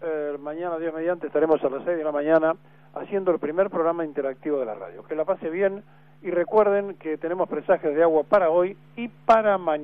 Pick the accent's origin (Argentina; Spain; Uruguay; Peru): Argentina; seguiremos siendo sufrientes argentinos, hartos, cansados